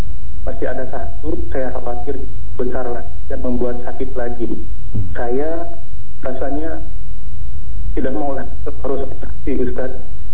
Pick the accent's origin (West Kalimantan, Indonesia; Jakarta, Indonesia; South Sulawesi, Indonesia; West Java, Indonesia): West Kalimantan, Indonesia; Saya dari Kalimantan Barat.